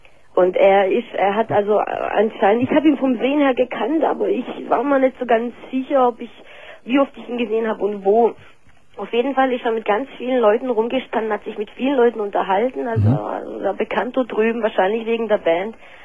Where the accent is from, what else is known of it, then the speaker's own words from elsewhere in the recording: Nagold, Baden-Württemberg, Germany; Ich komme aus dem Schwarzwald, ich komme aus Nagold.